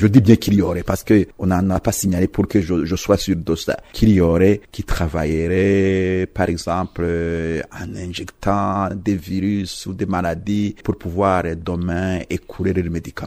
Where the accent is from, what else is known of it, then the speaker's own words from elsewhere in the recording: Burundi; nous les Burundais, en tout cas, en tant que Burundais